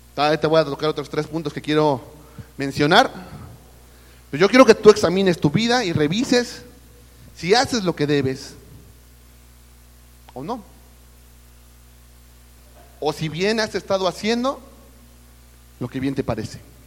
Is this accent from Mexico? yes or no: yes; Mexico; Lo crean o no, yo también soy mexicano. Yo sé que a veces la apariencia no da la apariencia de europeo o algo así, pero soy mexicano.